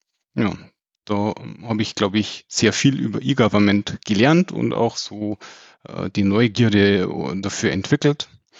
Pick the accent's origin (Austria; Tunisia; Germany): Germany; Munich, Bavaria; born there; Ich bin geborener Münchner